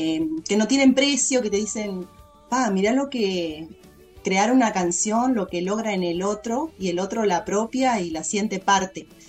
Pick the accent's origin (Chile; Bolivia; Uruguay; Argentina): Uruguay; Como uruguaya, y o sea, para ustedes también es un teatro importantísimo.